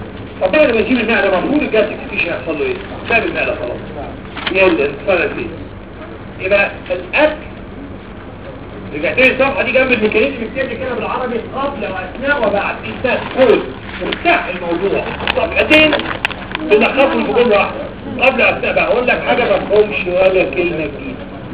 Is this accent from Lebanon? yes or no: no; Upper Egypt, Egypt; انا موجود في بني سويف كما استاذتي دكتوره زينه ابراهيم مواليد نفس البلد بني سويف. انا صعيدي